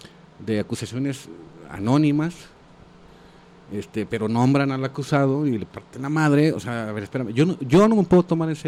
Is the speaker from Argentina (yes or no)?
no; Mexico; Y los pues, dinosaurios somos muchos mexicanos, pues, también.